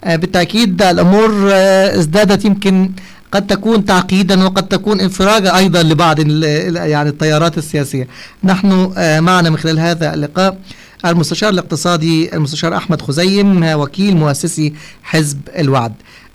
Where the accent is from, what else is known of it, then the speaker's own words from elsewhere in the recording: Egypt; عندنا في مصر